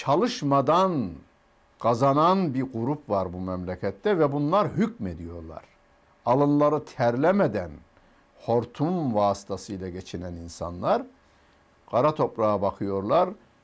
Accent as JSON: {"language": "Turkish", "region": "Karaman", "country": "Turkey", "said": "Ben Karamanlıyım. Bizim köyümüz Karaman'ın elma ihtiyacını karşılardı."}